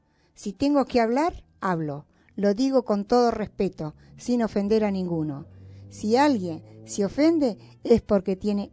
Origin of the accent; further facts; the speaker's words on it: Sauce de Luna, Entre Ríos, Argentina; Soy entrerriana, señores. Vengo de los pagos de Sauceluna, provincia de Entre Ríos.